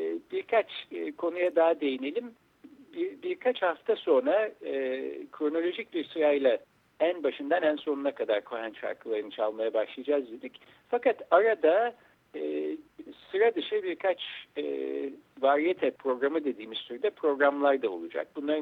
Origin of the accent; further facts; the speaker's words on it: Ankara, Turkey; biz Ankara'da doğduk büyüdük.